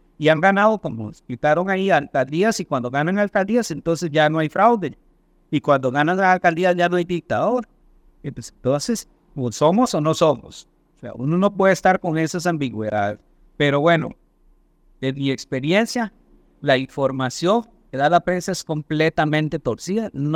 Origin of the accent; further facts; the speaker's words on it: Costa Rica; Por lo menos como costarricense